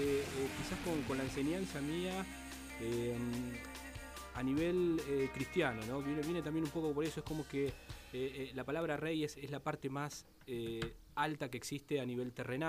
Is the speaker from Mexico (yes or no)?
no; Buenos Aires, Argentina; Somos de Buenos Aires, de Capital Federal, en distintos lugares, pero básicamente todos por la misma zona.